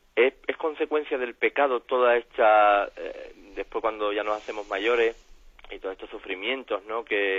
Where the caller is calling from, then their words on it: Jerez de la Frontera, Andalusia, Spain; de Jerez.